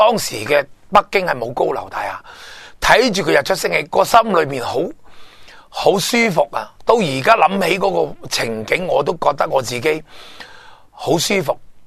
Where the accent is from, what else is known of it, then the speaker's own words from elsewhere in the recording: Hong Kong; 中我香港人同中国人当时仲系同文同种啊